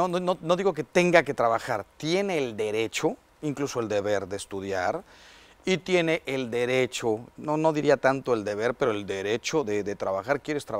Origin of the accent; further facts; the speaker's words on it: Mexico; Yo como mexicano, pero también como hispano